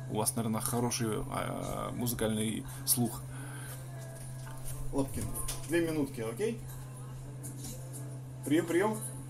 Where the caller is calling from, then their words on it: Khabarovsk Krai, Russia; Я с низовья Амура